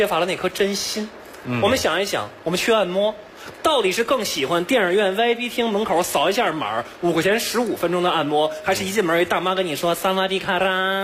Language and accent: Chinese; Beijing, China; 我是个北京人